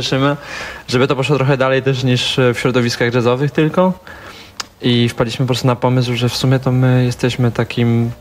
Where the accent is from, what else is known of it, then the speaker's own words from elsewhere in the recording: Bielsko-Biała, Silesian Voivodeship, Poland; I się okazało, że jesteśmy z Bielska Białej.